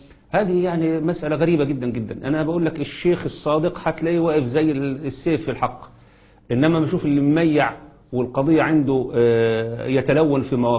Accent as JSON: {"language": "Arabic", "country": "Egypt", "said": "ما يحدث عندنا في مصر"}